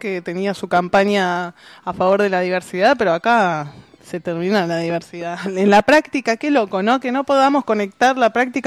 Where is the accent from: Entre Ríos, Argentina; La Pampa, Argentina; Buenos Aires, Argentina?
Buenos Aires, Argentina; Yo que tengo que recordar a veces que soy porteña